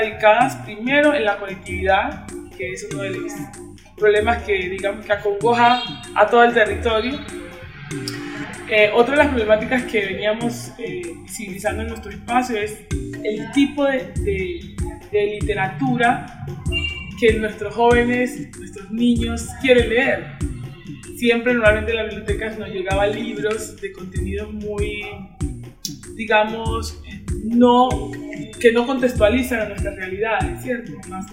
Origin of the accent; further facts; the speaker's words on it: Tumaco, Nariño, Colombia; soy de Tumaco, Nariño, y hoy nos encontramos aquí